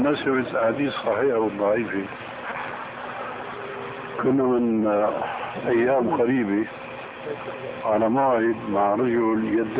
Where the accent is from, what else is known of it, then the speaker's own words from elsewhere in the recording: Damascus, Damascus Governorate, Syria; قالوا لي ناس عندنا في دمشق